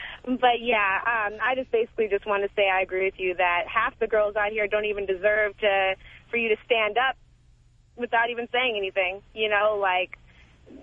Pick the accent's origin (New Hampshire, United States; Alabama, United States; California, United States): California, United States; No, I'm from California.